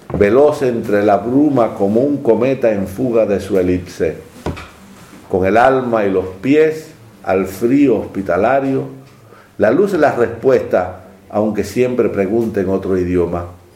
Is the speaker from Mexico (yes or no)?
no; Havana, Cuba; Yo soy de Centro Habana. Campanario 158.